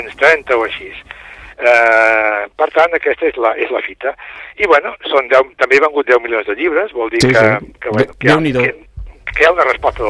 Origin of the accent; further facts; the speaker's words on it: Catalonia, Spain; Però soc català i, bueno, faig novel·les.